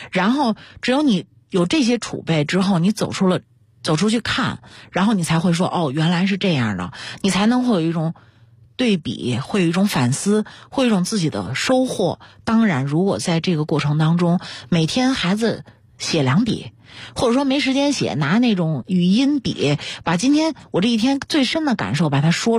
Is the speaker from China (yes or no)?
yes; China; 我们中国人说的读万卷书行万里路真的特别重要